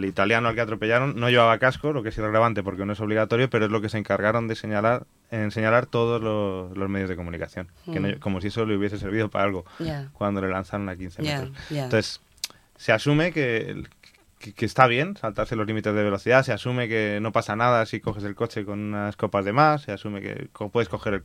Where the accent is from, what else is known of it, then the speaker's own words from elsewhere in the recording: Madrid, Community of Madrid, Spain; Yo soy de Madrid, he nacido en Madrid, he vivido toda mi vida en Madrid